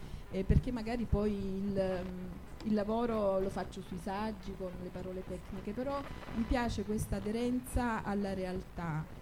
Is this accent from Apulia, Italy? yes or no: yes; Lecce, Apulia, Italy; appartiene al mio sud, perché io vengo da Lecce e la poetica è proprio quella lirica.